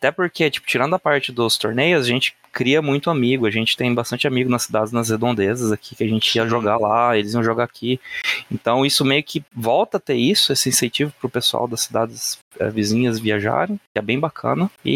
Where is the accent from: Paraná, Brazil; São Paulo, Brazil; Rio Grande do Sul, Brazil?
Paraná, Brazil; eu sou aqui do Paraná, interior do Paraná. Hoje eu moro em Maringá, aqui, grande centro dos jogadores de Magic do Brasil.